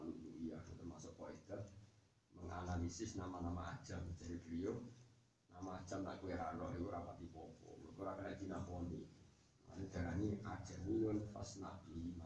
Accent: Java, Indonesia; kita kan orang Jawa, ya ini orang Jawa

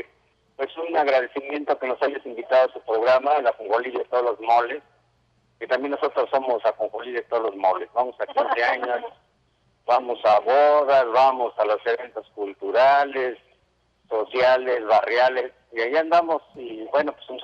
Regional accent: Nezahualcóyotl, State of Mexico, Mexico; Pues soy un ajolote de Nesa. Nací en Nesa … Pues crecí, nací y crecí en Nesa.

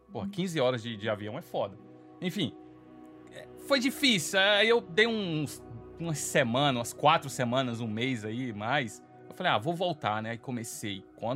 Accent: Brazil; É, mas eu sou brasileiro, isso não impede nada, tá ligado?

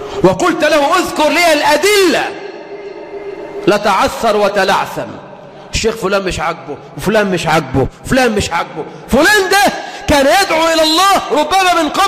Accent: Egypt; اجعل بلدنا مصر أمنا أمانا، رخاء سخاء

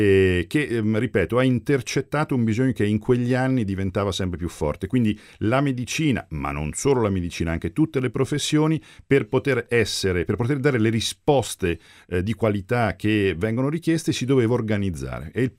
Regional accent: Castelfidardo, Marche, Italy; Vengo da un paese che si chiama Castelfidardo, conosciuto nel mondo per via della musica e delle fisarmoniche, quindi vengo dalle Marche, la provincia di Ancona.

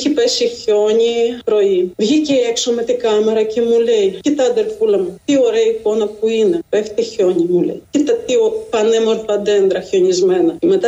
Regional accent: Kherson, Kherson Oblast, Ukraine; Γιατί εκεί, στην πόλη μου, στο Χερσόν, υπάρχουν τα παιδάκια σας πεταμένα στον δρόμο.

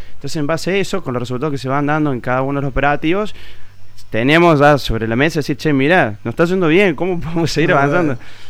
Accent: Villa Allende, Córdoba, Argentina; born there; los que nacimos acá en Villa Allende

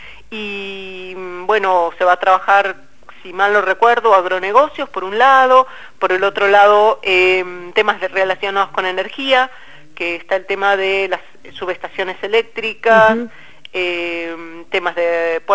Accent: Buenos Aires, Argentina; Yo no sabía, claro, yo soy porteña

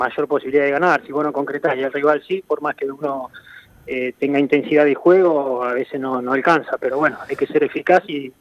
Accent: Mercedes, Buenos Aires Province, Argentina; mi vida deportiva arrancó de chico. Yo soy del interior de Buenos Aires.

